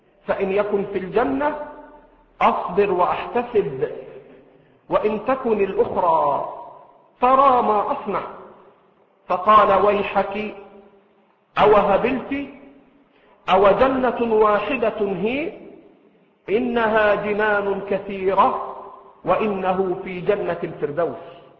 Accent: Egypt; الفرات الذي في العراق والنيل الذي عندنا في مصر

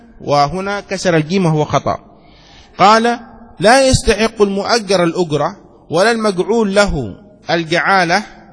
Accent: Egypt; نحن مدينتي وأيضا غالب مصر المصريون هكذا ينطقونها جيم، نقول جمل

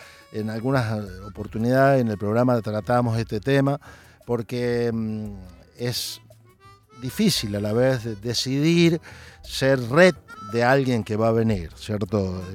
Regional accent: Santa Fe, Argentina; Para nosotros es porteña, nosotros somos de Santa Fe, y le decimos porteño a los nacidos en Capital Federal.

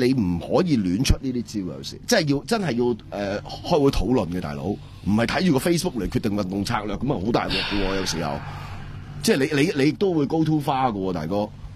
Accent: Hong Kong; 今日我哋香港人所做嘅嘢，喺呢个零两个礼拜里边，其实已经系中国民主嘅运动嘅部分嚟。

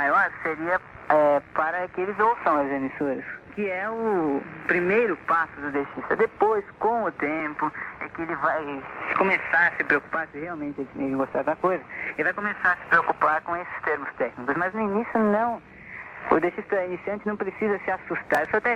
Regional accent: Santos, São Paulo, Brazil; 20 anos, de Santos, São Paulo, dexista já há quase 6 anos.

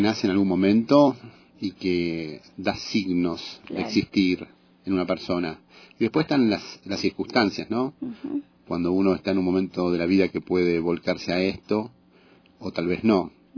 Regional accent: Buenos Aires, Argentina; Yo soy de Buenos Aires.

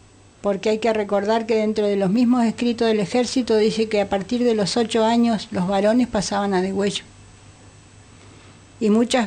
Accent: Bariloche, Río Negro, Argentina; Yo me crié en Bariloche

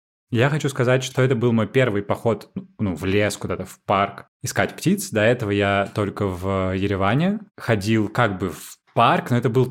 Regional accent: Moscow, Russia; Я так из Измайлова, под Москвой, со стороны Измайлова

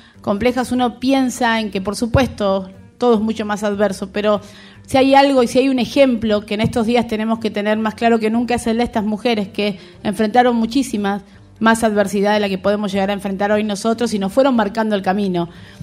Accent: Argentina; construyen nuestra identidad como argentinos

